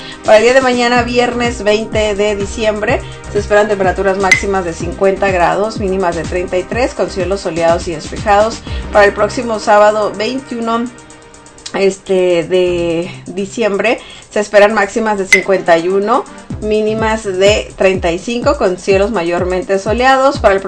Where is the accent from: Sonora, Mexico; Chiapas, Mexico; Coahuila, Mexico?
Sonora, Mexico; algo más típico de mi tierra, ¿no? De allá de Sonora.